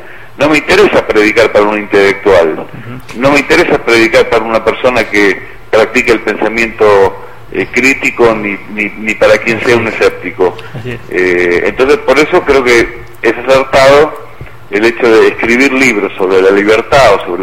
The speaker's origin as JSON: {"language": "Spanish", "country": "Argentina", "said": "por lo menos en mi país, en la Argentina"}